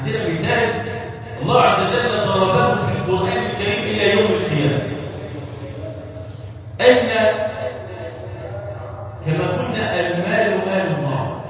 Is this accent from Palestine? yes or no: no; Egypt; اللهم اجعل بلادنا مصر امنا امانا وسائر بلاد